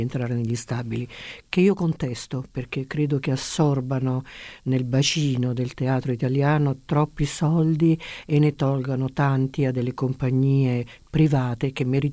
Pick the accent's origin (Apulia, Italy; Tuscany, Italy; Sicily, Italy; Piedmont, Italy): Apulia, Italy; Bari; born there; Io sono nata a Bari, sì, e la mia mamma invece era milanese, Cattaneo, per cui più milanese